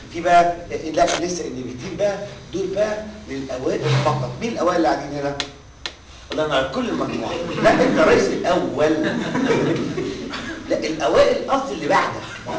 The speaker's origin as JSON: {"language": "Arabic", "country": "Egypt", "said": "احنا كمصريين والله ما بهزر معاكم"}